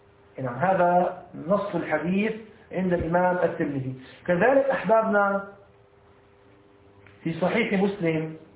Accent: Egypt; هلا عندنا في مصر تغرب الساعة 6

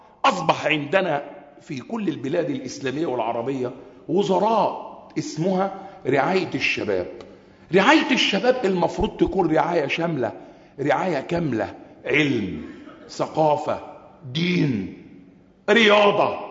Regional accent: Egypt; وأخص بلدنا مصر

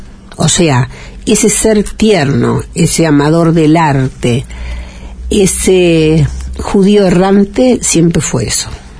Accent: Italy; yo no puedo comprarlo esto, porque yo soy italiana

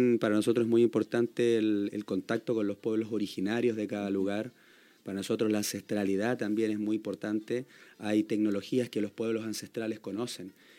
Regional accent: Santiago, Santiago Metropolitan Region, Chile; Yo, por ejemplo, soy de Santiago.

